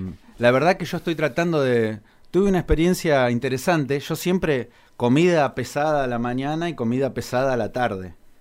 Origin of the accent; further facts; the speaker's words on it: Argentina; Porque si soy argentino, que no la haya hecho en Argentina.